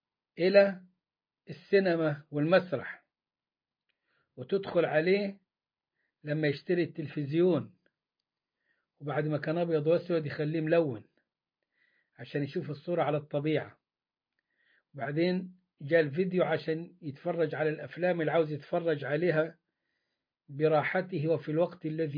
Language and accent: Arabic; Upper Egypt, Egypt; يعني هو زي ما بيقولوا عندنا في الصعيد تفوا في بق بعض